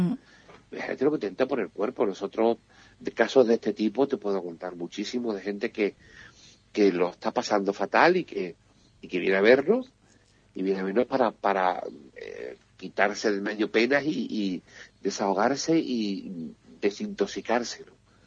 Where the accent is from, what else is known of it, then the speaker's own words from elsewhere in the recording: Jerez de la Frontera, Andalusia, Spain; now in Benalmádena, Spain; yo soy de Jerez, pero vivo en Benalmádena